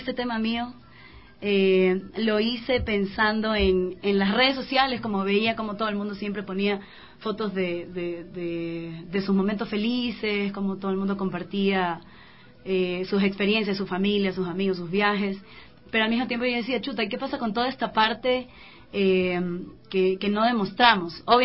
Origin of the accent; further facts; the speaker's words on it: Guayaquil, Guayas, Ecuador; soy de Guayaquil, por eso esta alegría tan grande que tengo.